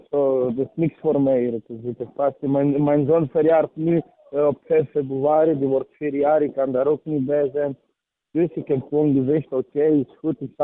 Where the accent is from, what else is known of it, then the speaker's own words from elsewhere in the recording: Serbia; now in Antwerp, Belgium; Ik kom van Servië. En ik woon. Ik woon al 18 jaar in België.